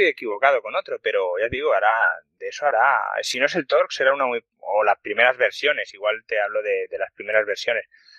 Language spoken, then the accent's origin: Spanish; Badalona, Catalonia, Spain; Bueno, pues yo soy de Jefía, de Badalona.